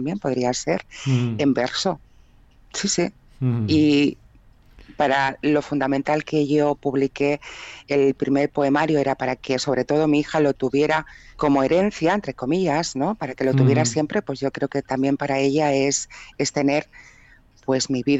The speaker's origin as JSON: {"language": "Spanish", "town": "Barcelona", "region": "Catalonia", "country": "Spain", "said": "aquí en Cataluña, porque yo soy catalana, soy de aquí de Barcelona"}